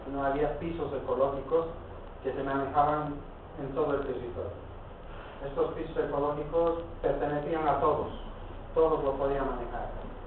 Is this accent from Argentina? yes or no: no; Bolivia; now in Spain; a través de lo que estamos haciendo acá en Cataluña, nosotros como bolivianos, de afianzar nuestras raíces, nuestra religión. Practicamos un poco los rituales todavía andinos